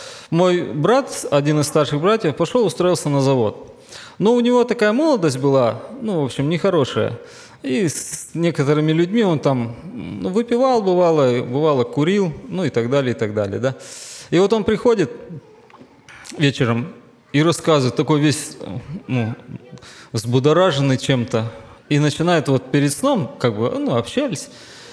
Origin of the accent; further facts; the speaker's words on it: Pavlodar, Pavlodar Region, Kazakhstan; Я вырос в Павлодаре, в Казахстане.